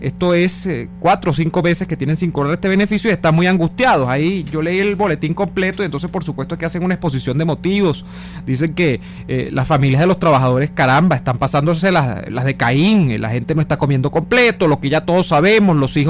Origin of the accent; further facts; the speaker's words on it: Venezuela; Además, todos somos venezolanos.